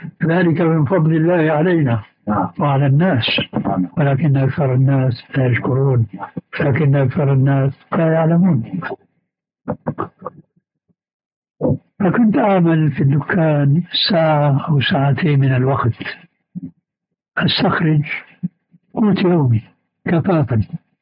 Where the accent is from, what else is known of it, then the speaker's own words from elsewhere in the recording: Damascus, Damascus Governorate, Syria; كما يقال عندنا في دمشق